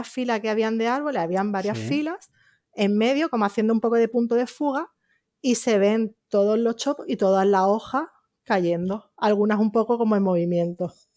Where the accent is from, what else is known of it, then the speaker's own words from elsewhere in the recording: Málaga, Andalusia, Spain; yo soy de Málaga, eso está en Granada, como a una hora